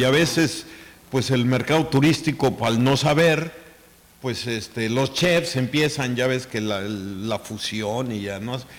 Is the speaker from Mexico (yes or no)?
yes; Chicxulub, Yucatán, Mexico; en mi pueblo allá en Chicxulú, porque solamente ahí se siguen haciendo esos platillos